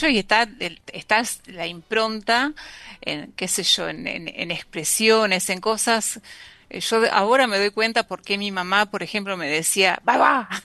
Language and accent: Spanish; La Pampa, Argentina; born there; donde yo nací, en La Pampa.